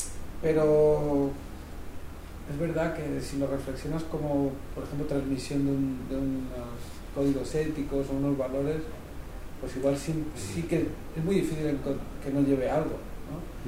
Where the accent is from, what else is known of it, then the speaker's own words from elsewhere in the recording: Cardona, Catalonia, Spain; él vivía en las afueras del pueblo, y en mi pueblo, en Cardona, hay una fortaleza medieval muy grande.